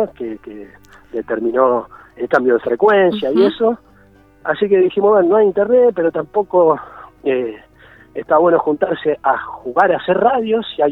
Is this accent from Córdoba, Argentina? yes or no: yes; Nono, Córdoba, Argentina; Con ganas de volver a hacer radio desde mi pueblo, ¿no? Acá en Nono.